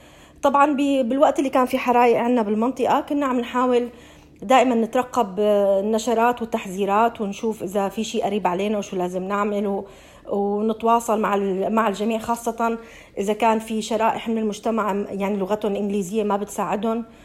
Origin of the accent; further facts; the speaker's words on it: Syria; now in Australia; نحن كسوريين جينا على هاي البلد لاجئين، أنا وعائلتي لنا 5 سنين تقريبا بهاي البلد.